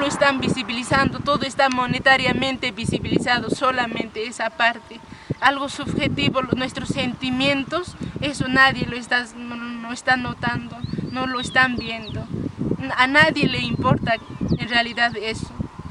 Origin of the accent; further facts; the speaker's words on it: Chinchero, Cusco, Peru; saben que soy de Chinchero